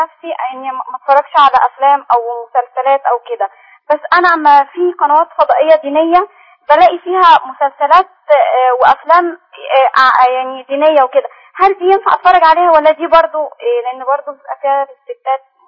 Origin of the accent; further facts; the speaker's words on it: Egypt; يعني إحنا مصريين كتير كده